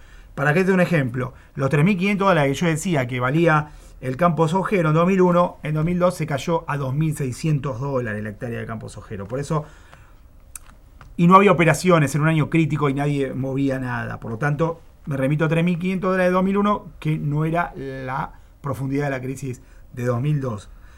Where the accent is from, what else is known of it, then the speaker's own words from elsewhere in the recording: Buenos Aires, Argentina; así como los porteños hemos sufrido un aumento de impuestos del ABL